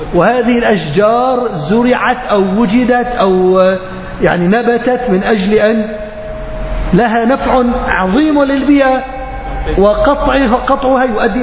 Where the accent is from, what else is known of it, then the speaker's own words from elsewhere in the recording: Aleppo, Aleppo Governorate, Syria; يعني عندنا بحلب ما مسموها بحرة، مسميها بركة.